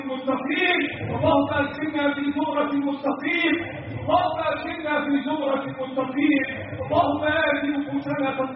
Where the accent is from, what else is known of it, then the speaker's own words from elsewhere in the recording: Egypt; اللهم احفظ بلدنا مصر